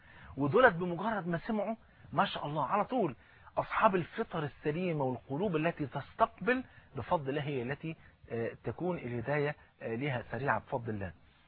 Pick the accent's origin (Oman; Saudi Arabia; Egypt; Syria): Egypt; وزي ما بيقولوا المثل عندنا في مصر